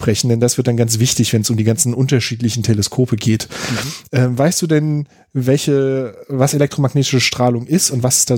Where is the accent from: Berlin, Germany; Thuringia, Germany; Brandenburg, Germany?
Berlin, Germany; ich bin aus Berlin.